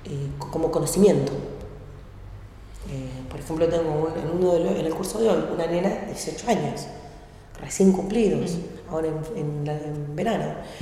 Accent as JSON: {"language": "Spanish", "town": "Azul", "region": "Buenos Aires Province", "country": "Argentina", "tie": "born there", "also_born_or_lived": "Ensenada / La Plata", "lives_now": "Berisso, Argentina", "said": "Vivo, hace 24 años vivo en Berizo. Nací en Provincia de Buenos Aires, en Azul, viví en Ensenada, en La Plata, y hace 24 años que estoy acá. Sí. Igual sí, ya soy bericense porque es donde más el tiempo viví."}